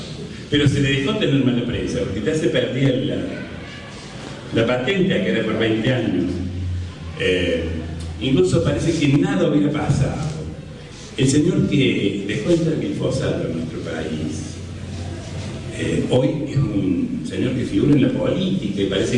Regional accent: Argentina; somos todos argentinos

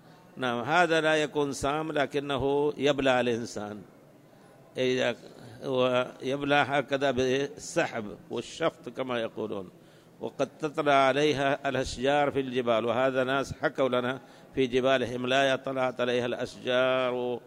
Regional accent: Libya; نحن من ليبيا جينا لمكة مباشرة ونحن في الطائرة أحرمنا

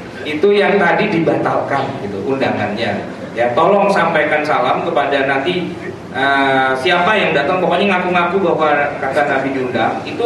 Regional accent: Java, Indonesia; Ya, saya juga orang Jawa.

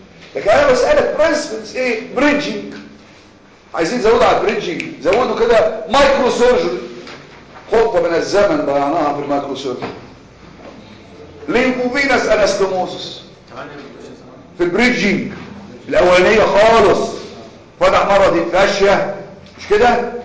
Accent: Cairo, Cairo Governorate, Egypt; عندنا في القاهره امبابه الهرم الجيزه

